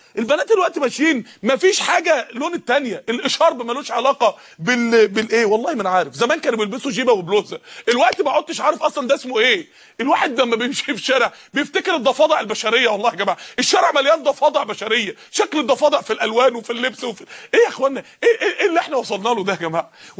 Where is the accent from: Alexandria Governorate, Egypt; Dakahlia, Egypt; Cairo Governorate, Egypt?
Dakahlia, Egypt; Mansoura; زي السماء لما نزلت الطوب الجليد بتاعها من عدة ايام عندنا في المنصورة